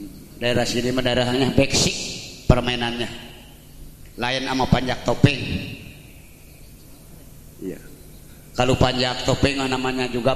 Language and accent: Indonesian; West Java, Indonesia; Dikarenakan saya orangnya orang Sunda. Bila nanti saya dari Betawi ke Sunda, Sunda ke Betawi, saya minta maaf.